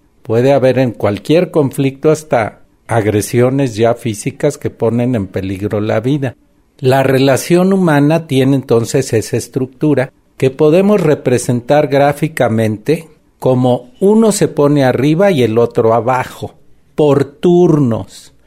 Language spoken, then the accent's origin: Spanish; Guerrero, Mexico; born there; now in Mexico City, Mexico; yo nací en Guerrero, que es una sociedad muy violenta, donde la gente prefiere morirse a balazos que de hambre. Y eso lo viví desde niño. Después me vine a la Ciudad de México, volví a la Universidad de Guerrero a dar clase